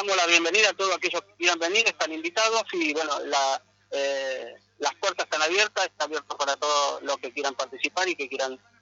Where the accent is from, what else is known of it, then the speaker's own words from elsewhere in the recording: Buenos Aires, Argentina; Yo soy de Buenos Aires, pero participo en todas las provincias